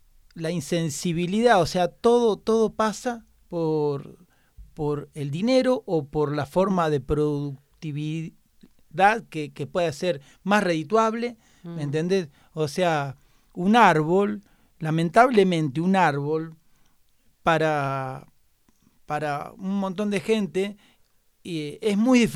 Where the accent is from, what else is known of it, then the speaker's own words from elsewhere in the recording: Armstrong, Santa Fe, Argentina; Yo soy de un pueblo autofumigado que se llama Armstrong.